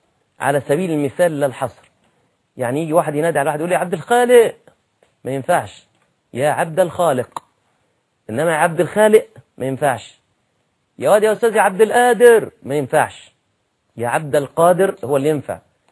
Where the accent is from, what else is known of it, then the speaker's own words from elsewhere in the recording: Egypt; نعم أنت دي لغتك وده المتعارف عليه في بلدك زي عندنا في مصر